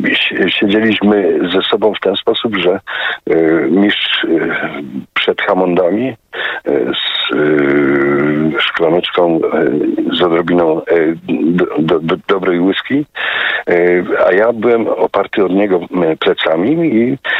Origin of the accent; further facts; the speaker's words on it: Tarnowskie Góry, Silesian Voivodeship, Poland; accent: Silesian; Ponieważ ja pochodzę z Górnego Śląska, z Tarnowskich Gór, to słowo bardzo często w naszej Gwarze Śląskiej jest używane.